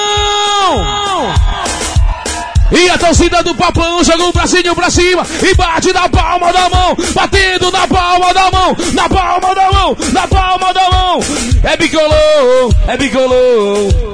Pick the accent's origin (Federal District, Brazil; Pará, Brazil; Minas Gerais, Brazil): Pará, Brazil; Eu quero ver toda a galera do nosso estado do Pará cantar comigo assim, ó. Vai. Sou paraense.